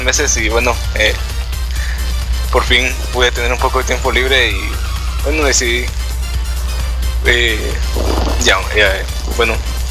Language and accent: Spanish; Guatemala; Sí, soy de Guatemala. Bueno, sí, soy guatemalteco. Sí, sí. De un país pequeño relativamente.